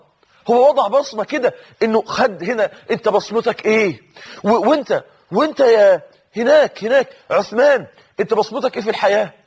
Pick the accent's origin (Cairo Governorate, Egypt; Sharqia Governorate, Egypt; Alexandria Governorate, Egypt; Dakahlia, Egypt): Dakahlia, Egypt; Mansoura; أحد الناس اللي عاشوا معانا عندنا في المنصورة في نفس المسجد اللي كنا فيه